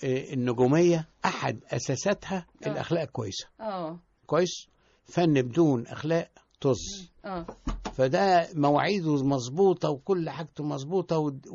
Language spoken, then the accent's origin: Arabic; Tanta, Gharbia, Egypt; ولان انا طبعا من طنطا اصلا